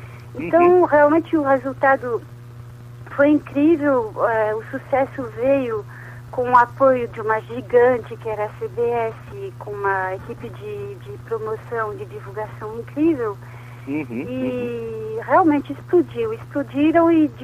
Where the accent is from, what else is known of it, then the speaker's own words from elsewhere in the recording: France; porque somos franceses